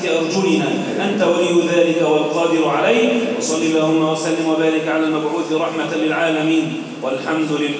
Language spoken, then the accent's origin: Arabic; Egypt; اللهم احفظ بلدنا مصر وسائر بلاد